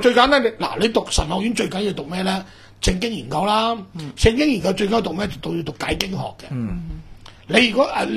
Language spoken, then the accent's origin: Cantonese; Guangdong, China; 我哋廣東人